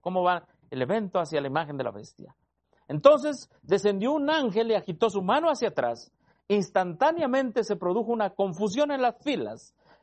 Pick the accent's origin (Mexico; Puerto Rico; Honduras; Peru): Mexico; Nosotros aquí como mexicanos los tenemos de vecinos.